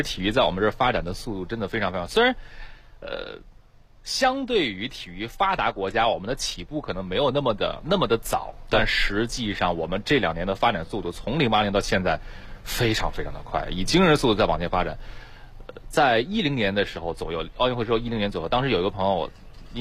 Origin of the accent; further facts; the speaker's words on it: China; 作为中国人特别的骄傲和自豪，作为北京的市民更加的幸福